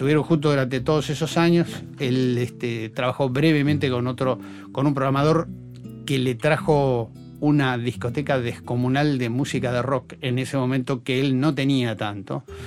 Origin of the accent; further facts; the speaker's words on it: Buenos Aires, Argentina; porque yo soy esencialmente porteño